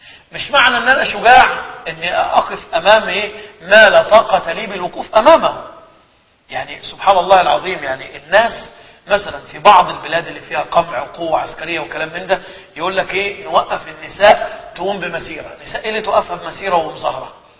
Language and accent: Arabic; Egypt; فمثلا عندنا في مصر من أعلى الصناعات الموجودة صناعة السيراميك وصناعة السجاد